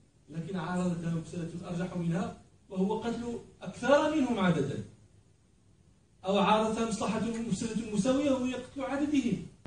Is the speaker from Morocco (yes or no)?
yes; Morocco; نحن عندنا في المغرب عنب